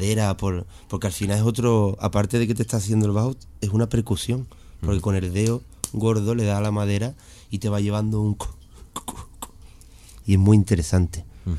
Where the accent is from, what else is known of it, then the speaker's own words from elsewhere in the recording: Seville, Andalusia, Spain; me siento muy andaluz y muy sevillano de mi tierra, por supuesto.